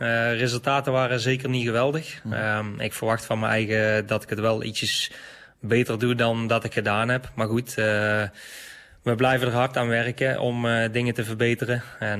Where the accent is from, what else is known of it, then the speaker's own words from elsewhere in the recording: Hees, Netherlands; ja, ik kom uit Hees. Hees en omstreken zijn we altijd aan het graven geweest.